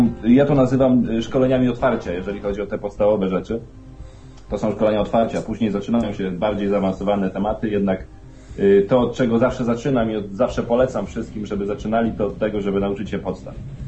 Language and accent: Polish; Świnoujście, West Pomeranian Voivodeship, Poland; jestem były rzeźnik z małego miasteczka Świnoujścia. Pozdrawiam serdecznie wszystkich stamtąd, bez wyjątku.